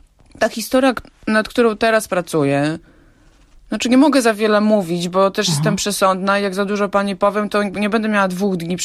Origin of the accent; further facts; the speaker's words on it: Hajnówka, Podlaskie Voivodeship, Poland; also born or lived in Białystok; Urodziłam się w Białymstoku, ale rzeczywiście dorastałam w Hajnówce i łączy mnie z Hajnówką nie tylko cała, że tak powiem, spuścizna, historia tego miejsca i ta multikulturowość i ta wielobarwność etnograficzna, ale też przede wszystkim korzenie.